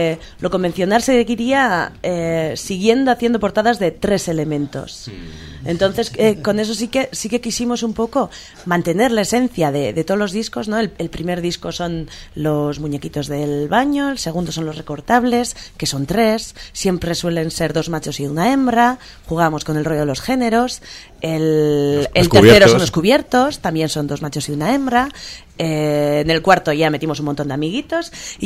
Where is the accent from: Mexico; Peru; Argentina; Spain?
Spain; Mondragón, Basque Country; Nosotros somos de Mondragón.